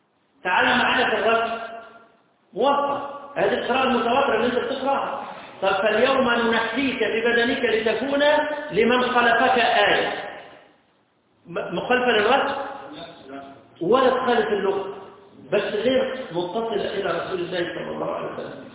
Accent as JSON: {"language": "Arabic", "country": "Egypt", "said": "إحنا كمصريين قراءة اللي هي قراءة"}